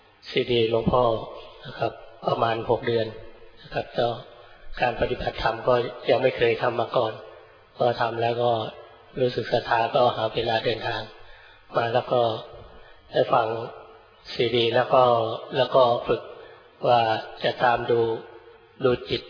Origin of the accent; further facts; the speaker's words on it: Surin, Thailand; ผมมาจากจังหวัดสุรินทร์ครับเดินทางมาจากรถตู้บ้านอาดีครับ